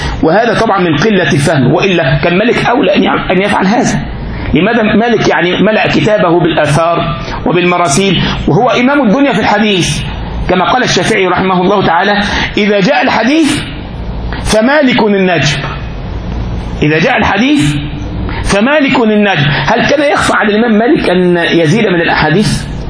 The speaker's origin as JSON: {"language": "Arabic", "country": "Egypt", "said": "احنا عندنا في مصر يقول لك كده"}